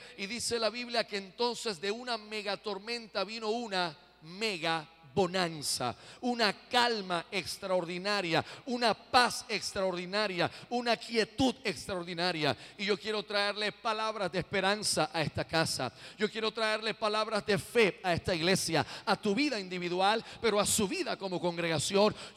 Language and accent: Spanish; Puerto Rico; yo soy boricua y como el coquí